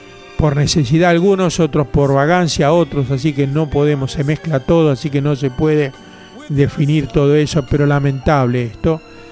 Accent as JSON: {"language": "Spanish", "country": "Argentina", "said": "En definitiva, somos todos argentinos."}